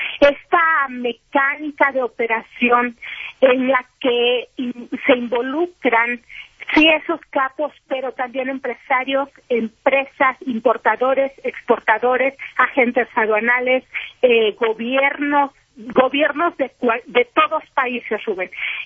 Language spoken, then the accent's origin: Spanish; Mexico; como periodista mexicana